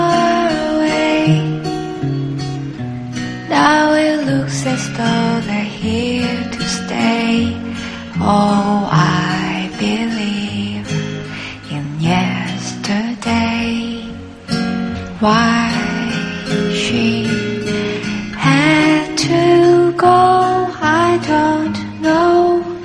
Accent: South Korea; 유독 외국에 나가면 아 내가 한국인이구나라는 생각을 굉장히 자주 해요.

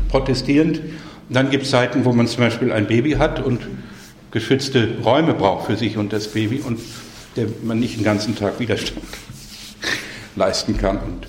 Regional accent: Carinthia, Austria; Vor allem in Kärnten, wo ich herkomme, nicht?

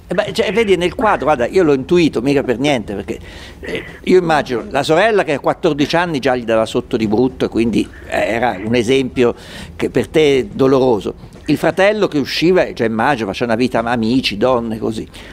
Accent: Perugia, Umbria, Italy; Sono di Perugia

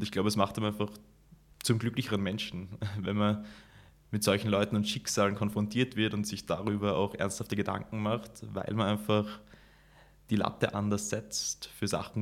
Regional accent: Graz, Styria, Austria; now in Chicago, United States; die amerikanischen Städte ja doch einfach ganz anders aufgebaut sind als Graz, wo ich aufgewachsen bin.

